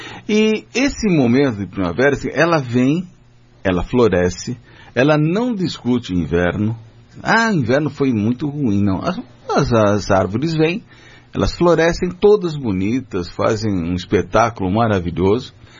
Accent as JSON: {"language": "Portuguese", "region": "São Paulo", "country": "Brazil", "tie": "born or raised there", "said": "Eu, como sou de São Paulo, né, nasci na cidade de São Paulo"}